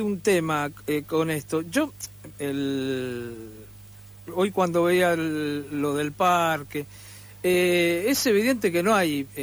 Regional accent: Buenos Aires, Argentina; los que somos de Boedo, yo soy de Boedo también

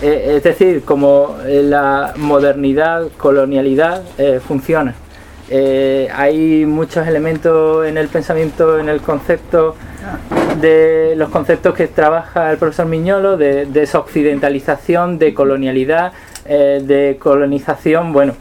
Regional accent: Algeciras, Andalusia, Spain; Yo soy de Algeciras, entonces bueno, me baño mucho en la playa de Tarifa

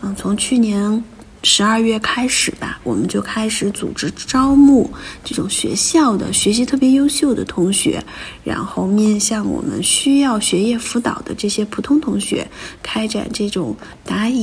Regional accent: Beichuan, Sichuan, China; now in Beijing, China; 我就开始带着我的学生去我老家北川支教。

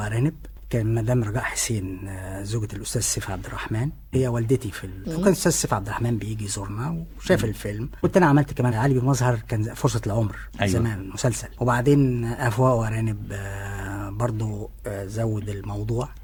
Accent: Shubra, Cairo Governorate, Egypt; وخصوصا انا كمان من شبرا

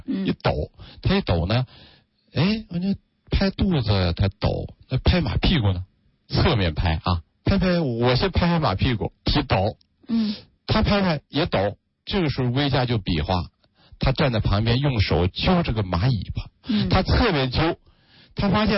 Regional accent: Northeast China, China; 我就很自然地想到了我小时候在东北的那段生活。那时候5、6岁吧

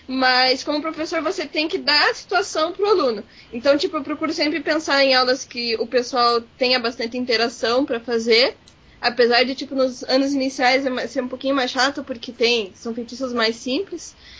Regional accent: Curitiba, Paraná, Brazil; Não, sério, gente, eu sou de Curitiba. Em Curitiba não tem carnaval.

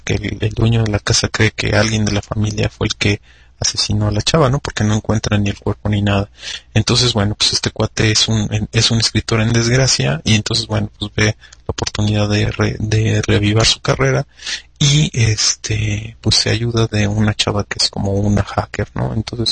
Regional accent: Mexico; Soy más mexicano que nopal, y entonces pues, comí nopales y frijoles, entonces pues mi pronunciación salió con un acento así chido, ¿no?

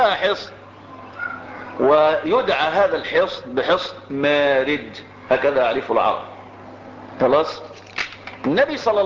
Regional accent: Egypt; انا مصري فلي مصر وليا ارض،

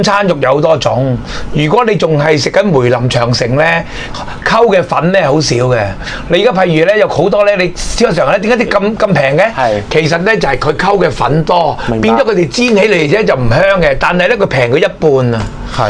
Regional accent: Hong Kong; 嗱，我亦都講俾你聽啊，我哋香港人好多就喂，即係去咗啲租途，成日都計呢條數

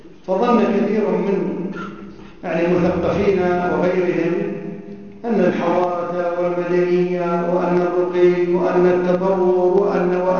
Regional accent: Kuwait; شيخهم عندنا في الكويت عبد الرحمن عبد الخالق

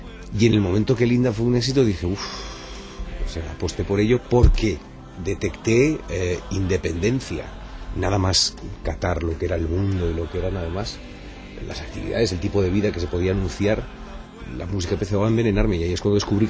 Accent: Panama; born there; Nací en Panamá de casualidad, porque en aquella época los aviones tenían unos transbordos que duraban 4 días, 5 días.

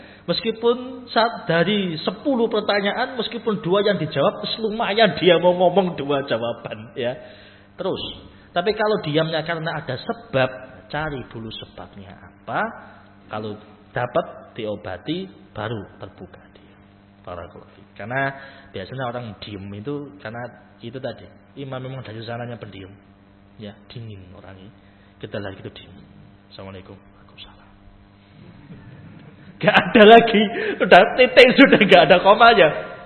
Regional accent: Java, Indonesia; Padahal itu bahasa Jawa, saya orang Jawa tapi enggak paham

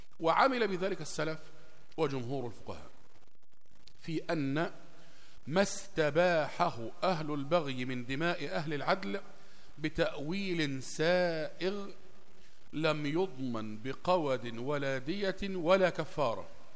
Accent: Egypt; يعني مثلا عندنا في مصر مثلا هنا لما تطلب من واحد حاجة يقول لك إيه ماشي

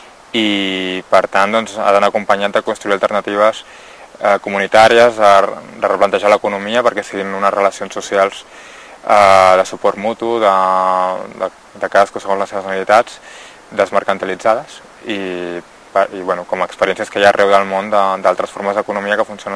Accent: Vilanova i la Geltrú, Catalonia, Spain; born there; now in Barcelona, Spain; vaig néixer a Vilanova i la Geltrú, ara fa 32 anys. I bueno, fa dos o tres anys aquí a Barcelona, que és on he viscut els darrers 10 anys

